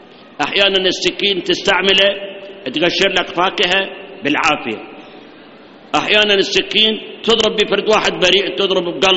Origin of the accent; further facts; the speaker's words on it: Iraq; الآن 3 سنوات عندنا بالعراق جفاف، مطر ماكو